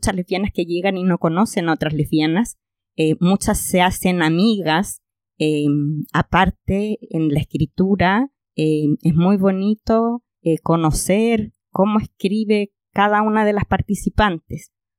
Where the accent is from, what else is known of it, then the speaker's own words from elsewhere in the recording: Concepción, Biobío, Chile; Yo iba caminando por Concepción, yo soy de Conce